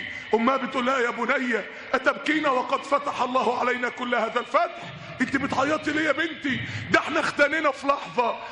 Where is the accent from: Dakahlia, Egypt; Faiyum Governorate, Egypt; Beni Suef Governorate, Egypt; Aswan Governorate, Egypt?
Dakahlia, Egypt; Mansoura; كان عندنا في المنصورة شاب من الشباب